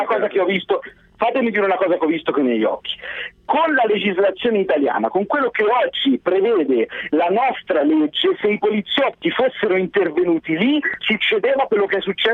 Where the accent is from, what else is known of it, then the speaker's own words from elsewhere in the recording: Lucca, Tuscany, Italy; Perché io non sono di Milano, ma sono di Lucca.